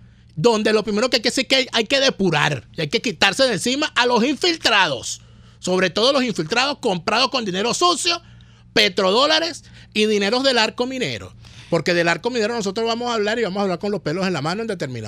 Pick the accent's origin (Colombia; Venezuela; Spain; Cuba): Venezuela; yo también soy ciudadano, yo también soy venezolano